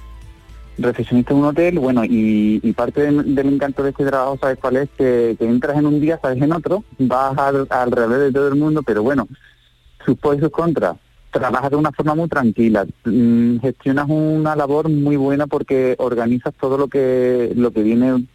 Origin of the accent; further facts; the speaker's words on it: Andalusia, Spain; son como nosotros, como los andaluces.